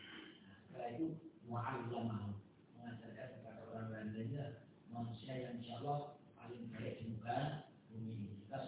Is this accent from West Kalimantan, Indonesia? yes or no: no; Polokarto, Central Java, Indonesia; tapi sebenarnya saya dari Bimbing, Polokarto, Sukoharjo.